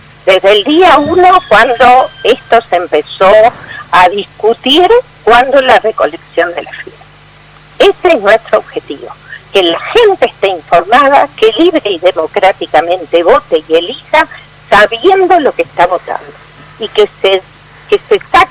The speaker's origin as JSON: {"language": "Spanish", "country": "Uruguay", "said": "en realidad somos todos ciudadanos uruguayos, vamos a seguir siendo ciudadanos uruguayos"}